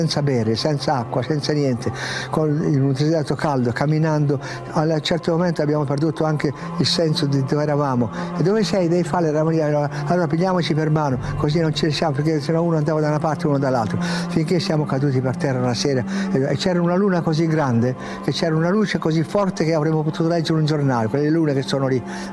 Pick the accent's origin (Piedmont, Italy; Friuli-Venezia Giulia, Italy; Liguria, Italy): Piedmont, Italy; E io forse, e poi da piemontese fesso, testardo, io ho detto no, io devo andare.